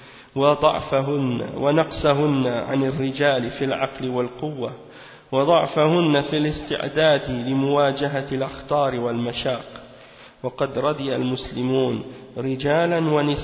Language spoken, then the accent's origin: French; Montreal, Quebec, Canada; dans un quartier à Montréal, c'est-à-dire à Montréal-Nord, hein. Et bien entendu, c'est là que j'ai grandi, à Montréal-Nord